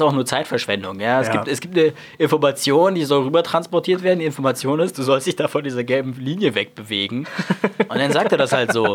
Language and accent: German; Berlin, Germany; Ich bin auch nicht in Berlin geboren. Ich bin zwar als Kleinkind nach Berlin gezogen und auch hier aufgewachsen, aber auch ich bin kein gebürtiger Berliner.